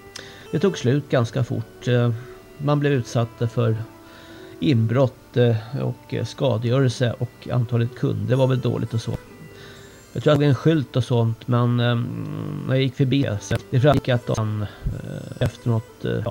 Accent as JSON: {"language": "Swedish", "town": "Stockholm", "region": "Stockholm County", "country": "Sweden", "said": "Nu kommer jag från Stockholm här, så att det finns inte mycket här uppe alls."}